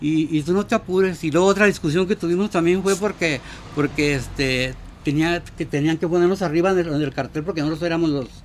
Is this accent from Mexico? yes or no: yes; Coahuila, Mexico; Yo nací en Coahuila.